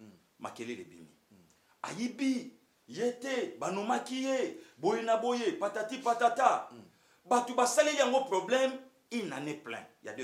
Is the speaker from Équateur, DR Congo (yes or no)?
yes; Équateur, DR Congo; Je suis de l'Équateur. Tribi Mongo.